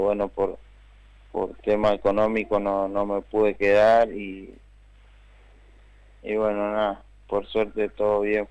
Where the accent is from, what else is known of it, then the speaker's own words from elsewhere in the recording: González Catán, Buenos Aires Province, Argentina; Yo soy de Catán.